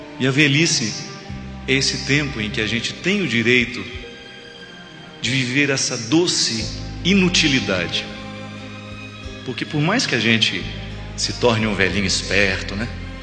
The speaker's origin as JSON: {"language": "Portuguese", "town": "Formiga", "region": "Minas Gerais", "country": "Brazil", "tie": "born or raised there", "said": "quando eu era criança, eu ficava encantado vendo lá em Formiga, na cidade onde eu nasci"}